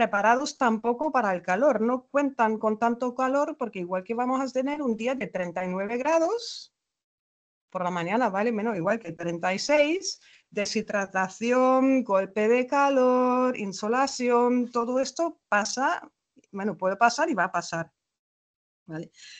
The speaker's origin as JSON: {"language": "Spanish", "country": "Germany", "second_language": "Spanish", "lives_now": "Spain", "said": "yo soy alemana"}